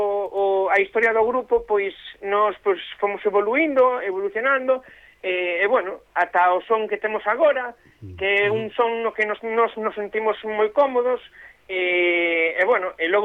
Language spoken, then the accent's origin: Galician; A Coruña, Galicia, Spain; porque o grupo nos agora mesmo todos somos da Coruña.